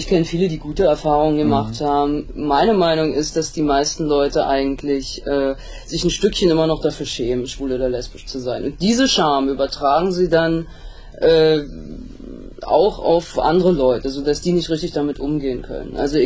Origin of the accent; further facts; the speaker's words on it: Berlin, Germany; Ich bin in Berlin aufgewachsen, da ist es nicht ganz so schlimm.